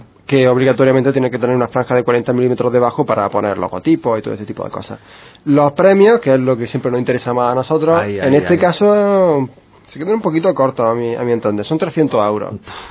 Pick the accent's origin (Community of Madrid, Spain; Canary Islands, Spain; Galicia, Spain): Community of Madrid, Spain; Madrid; Me arde por dentro porque soy de Madrid y no sé, pero...